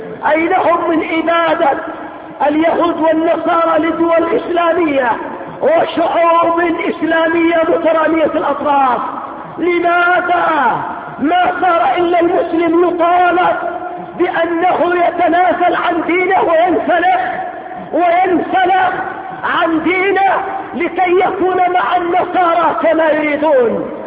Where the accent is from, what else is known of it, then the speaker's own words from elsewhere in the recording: Yemen; كذلك أيضا مما حصل عندنا في اليمن